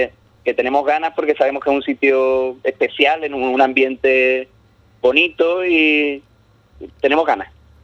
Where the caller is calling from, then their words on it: Jerez de la Frontera, Andalusia, Spain; la base, digamos, del grupo está aquí en Jerez, desde donde te llamo.